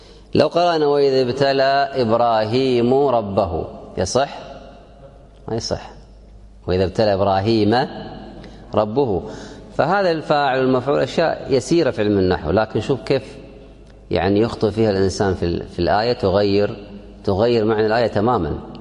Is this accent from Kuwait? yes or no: yes; Kuwait; اليوم عندنا في الكويت